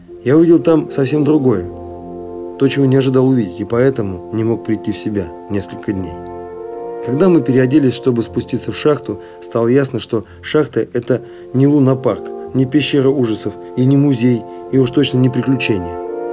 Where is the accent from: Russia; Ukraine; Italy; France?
Russia; Siberia; только тогда, когда выехал в шахтерский город в 100 километрах от областного центра, то есть от моего родного города